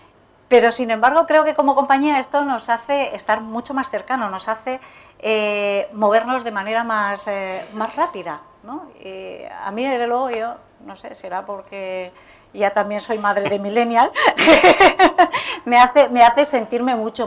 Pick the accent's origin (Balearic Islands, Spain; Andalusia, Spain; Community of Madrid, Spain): Community of Madrid, Spain; Alcalá de Henares; Yo soy de Alcalá de Henares